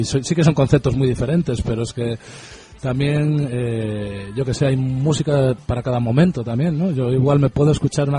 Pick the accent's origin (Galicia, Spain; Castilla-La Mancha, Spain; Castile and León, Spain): Galicia, Spain; O Porriño; Yo soy de un pueblo cerca de Vigo que se llama Oporriño